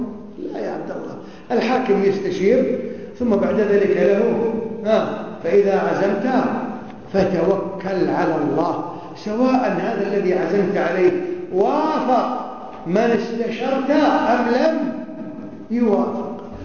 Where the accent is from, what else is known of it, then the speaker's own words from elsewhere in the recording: Kuwait; شيخهم عندنا في الكويت عبد الرحمن عبد الخالق